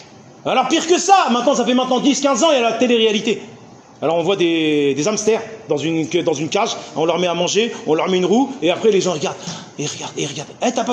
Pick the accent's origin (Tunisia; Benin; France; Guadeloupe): Tunisia; moi je viens de Tunisie